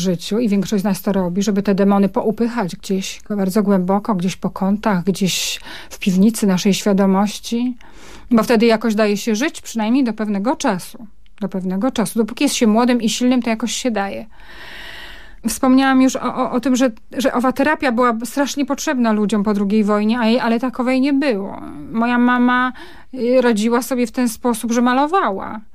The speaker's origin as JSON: {"language": "Polish", "town": "Rybnik", "region": "Silesian Voivodeship", "country": "Poland", "tie": "born there", "said": "ta młoda para ruszyła do kompletnie nieznanego im miejsca na Górnym Śląsku, do Rybnika i tam ja przyszłam na świat w tym kompletnie nowym, podarowanym przez los i PRL domu."}